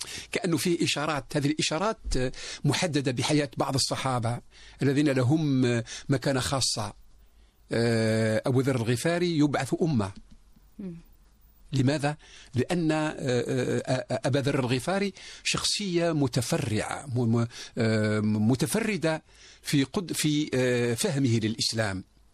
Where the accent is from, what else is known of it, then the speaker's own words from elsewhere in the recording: Algeria; بالنسبة إلينا كجزائريين